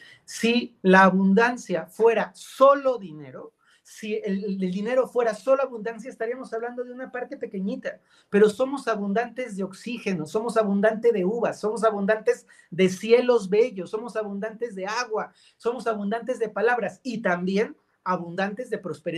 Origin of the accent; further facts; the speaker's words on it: Mexico; yo soy latino, soy mexicano, en muchos países de América Latina, nuestros ancestros fueron campesinos que la pasaron dura